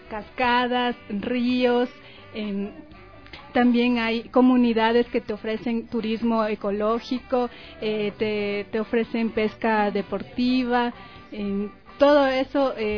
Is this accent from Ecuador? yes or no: yes; Joya de los Sachas, Orellana, Ecuador; De Orellana, Joya de los Hachas.